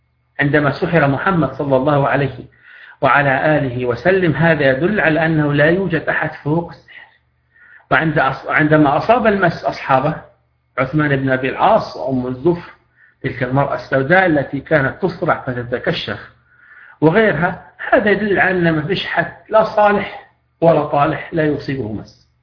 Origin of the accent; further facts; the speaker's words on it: Libya; بحكم أني راقي ومعالج في بلدي ليبيا